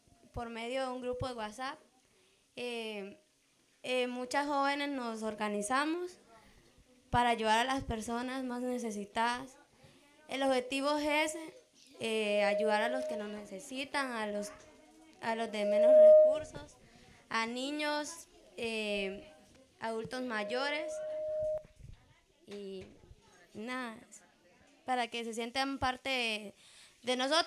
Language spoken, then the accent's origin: Spanish; Puntarenas, Costa Rica; No solo somos de Manzanillo, somos de distintas comunidades. Está Costa de Pájaros, Avangaritos y Manzanillo y Coyolito.